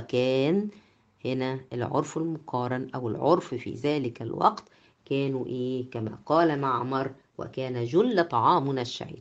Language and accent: Arabic; Egypt; طبعا دي يعني يمكن مش منتشرة عندنا في مصر